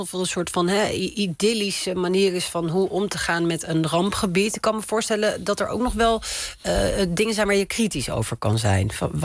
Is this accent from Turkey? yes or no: yes; Hatay, Turkey; Ik kom uit Hatay.